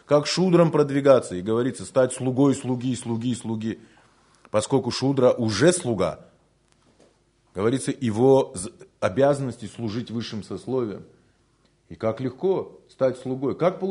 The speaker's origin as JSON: {"language": "Russian", "region": "Siberia", "country": "Russia", "tie": "born or raised there", "said": "А мы, поскольку выросли в Сибири"}